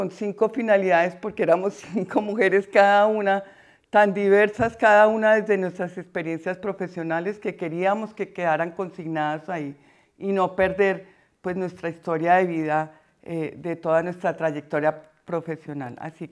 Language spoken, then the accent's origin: Spanish; Madrid, Community of Madrid, Spain; la mayoría somos de Vallecas.